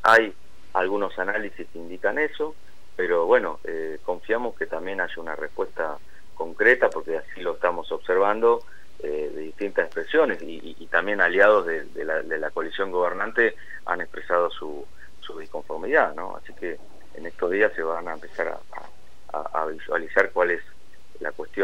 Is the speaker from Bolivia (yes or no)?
no; Argentina; como argentinos, digamos